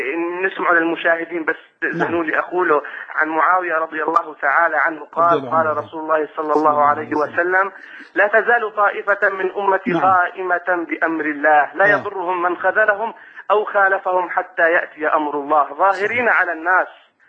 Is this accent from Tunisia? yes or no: no; Syria; نحن من سوريا بنحبك في اللهم